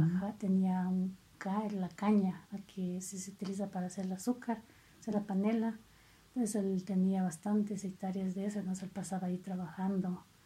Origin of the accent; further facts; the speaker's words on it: Vilcabamba, Loja, Ecuador; born there; Nací en Vilcabamba el 28 de mayo de 1972.